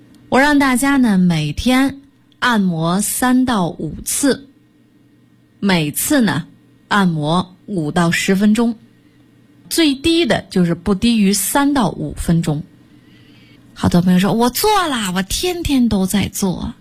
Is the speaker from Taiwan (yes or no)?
no; China; 就像我们中国人拿这个筷子，大家吃饭都拿这筷子